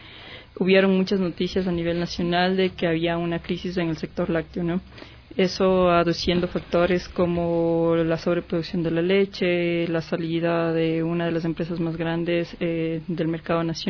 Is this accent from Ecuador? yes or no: yes; Chunchi, Chimborazo, Ecuador; now in Quito, Ecuador; Vivo aquí en Quito algunos años. Soy de la provincia de Chimborazo, del cantón Chunchi.